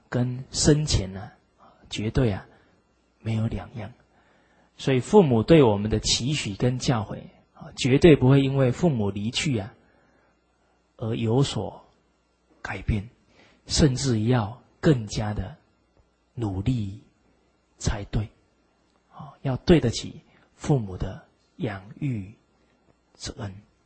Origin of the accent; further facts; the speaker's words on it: China; 这个是我们中国人啊很好的美德。